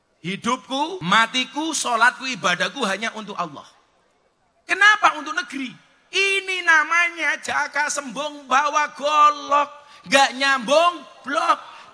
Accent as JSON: {"language": "Indonesian", "country": "Indonesia", "tie": "born or raised there", "said": "Kenapa kita mencintai Indonesia? Karena kita lahir di Indonesia, besar di Indonesia, mencari hidup di Indonesia, hidup di Indonesia, dan mati di Indonesia."}